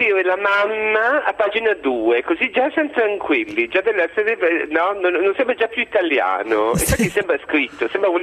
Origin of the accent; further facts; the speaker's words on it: Trieste, Friuli-Venezia Giulia, Italy; born there; Io sono nata a Trieste, sono stato a Torino, quindi frequento, come vedi, tutto l'arco alpino.